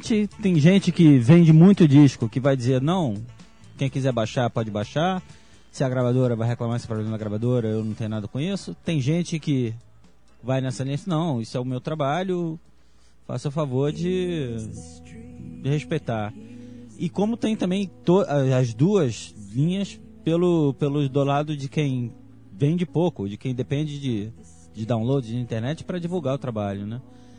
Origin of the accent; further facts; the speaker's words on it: Brazil; uma coisa que eu me lembro, que quando eu era garota aqui no Brasil, eu ia à loja de disco, não tinha dinheiro para comprar disco